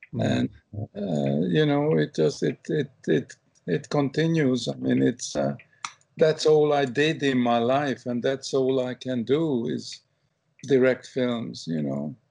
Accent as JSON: {"language": "English", "region": "England", "country": "United Kingdom", "tie": "born or raised there", "also_born_or_lived": "Hungary", "moved": "as an adult", "lives_now": "United States", "said": "But I love England, and I grew up in England, you know, having escaped from Hungary in 1956, and England really become my home, my real adopted country. And then I left it, you know, around 1980, you know, when I came to America"}